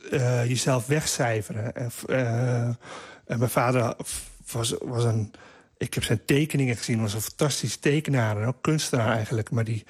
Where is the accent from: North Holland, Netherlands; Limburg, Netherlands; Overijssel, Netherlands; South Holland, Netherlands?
South Holland, Netherlands; Roelofarendsveen; als er ijs lag bij ons in Roelofarendsveen, dan kwamen gewoon alle cliënten kwamen schaatsen